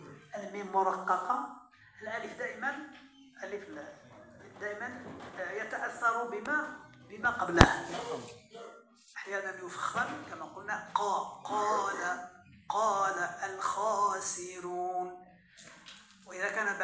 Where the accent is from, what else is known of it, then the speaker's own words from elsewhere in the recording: Morocco; المعتمد عندنا في المغرب بالتوسط